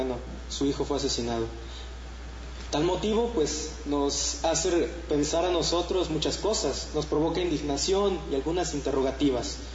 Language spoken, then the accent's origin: Spanish; Irapuato, Guanajuato, Mexico; Yo vengo de Irapuato, Guanajuato, México